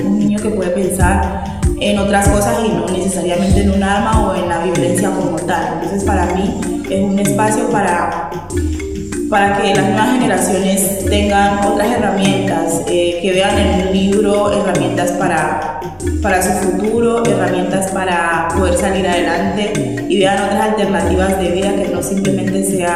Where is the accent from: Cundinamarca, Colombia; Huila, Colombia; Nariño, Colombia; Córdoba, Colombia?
Nariño, Colombia; Roberto Payán; vengo del municipio de Roberto Payán